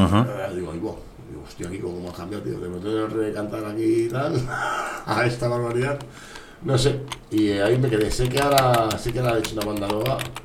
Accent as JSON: {"language": "Spanish", "country": "Spain", "said": "Pero no, es latín. Somos de España"}